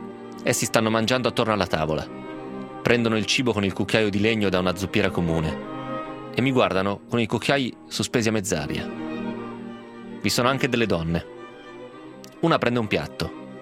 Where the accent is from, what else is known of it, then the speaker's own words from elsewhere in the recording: Grado, Friuli-Venezia Giulia, Italy; Sono friulano di grado, il Friuli è una terra di confine.